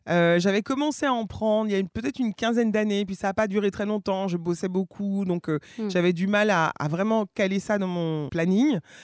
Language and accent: French; French Guiana, France; J'ai grandi notamment en Guyane.